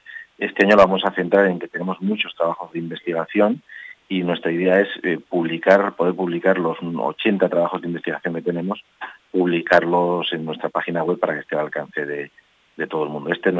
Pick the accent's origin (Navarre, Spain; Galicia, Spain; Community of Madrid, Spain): Navarre, Spain; Cintruénigo; Como la mayoría de los patronos somos de Cintruénigo, pues la mayoría de las cositas que estamos haciendo tienen que ver con Cintruénigo.